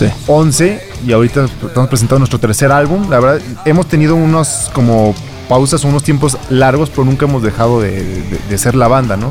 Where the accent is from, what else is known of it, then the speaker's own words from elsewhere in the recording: Irapuato, Guanajuato, Mexico; somos de Irapuato, pero pues hay venta para todos lados